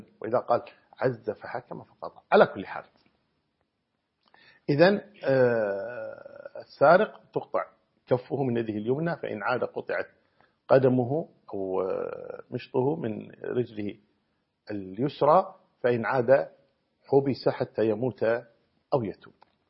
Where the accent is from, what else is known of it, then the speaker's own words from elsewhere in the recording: Kuwait; تقريبا جرام الذهب عندنا في الكويت الآن